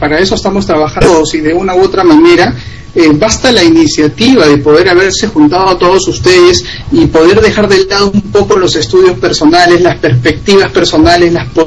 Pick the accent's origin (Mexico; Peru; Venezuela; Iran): Peru; esa coordinación que venimos ya realizando acá desde Perú, y que también conjuntamente